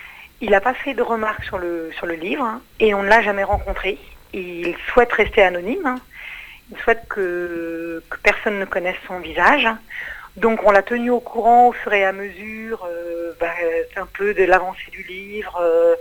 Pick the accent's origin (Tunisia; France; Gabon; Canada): France; Paris, Île-de-France; moi je suis née à Paris, je suis une vraie parisienne.